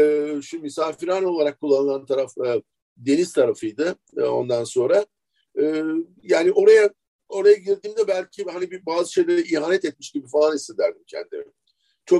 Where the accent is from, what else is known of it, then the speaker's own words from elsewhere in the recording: Istanbul, Turkey; benim çocukluğum Feriköy'de geçti. Önemli bir kısmı. Bir kısmı da Şişli'de, Bomonti'de geçti. Tek çocuktum.